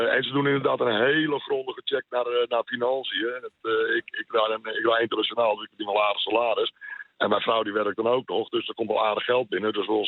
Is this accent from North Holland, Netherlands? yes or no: yes; Beverwijk, North Holland, Netherlands; Beverwijk.